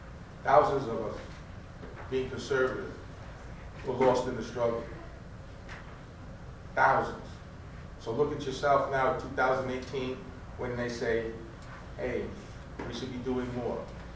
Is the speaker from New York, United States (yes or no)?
yes; New York, United States; also born or lived in Jamaica; I'm from New York, by way of Jamaica.